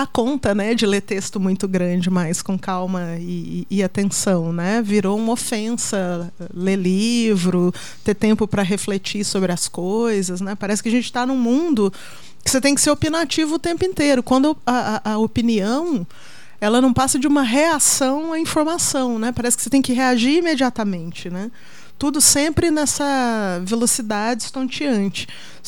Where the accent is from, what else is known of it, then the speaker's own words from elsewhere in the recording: Minas Gerais, Brazil; eu sou antiga, né? Eu vim de Minas, né? Sou do tempo analógico, porque eu nasci em meados dos anos 70, não vou falar quando para não entregar a idade, né?